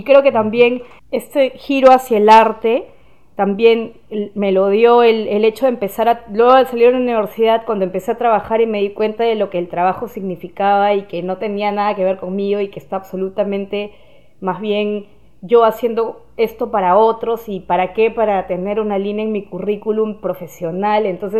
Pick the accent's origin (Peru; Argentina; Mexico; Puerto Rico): Peru; Lima; born there; Sí, bueno, yo nací en Lima, en Perú.